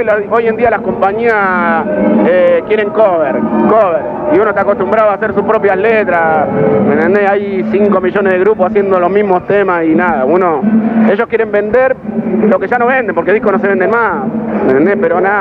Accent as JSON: {"language": "Spanish", "town": "Florencio Varela", "region": "Buenos Aires Province", "country": "Argentina", "said": "soy del otro lado del mundo, soy de la zona sur, soy de Florencio Varela"}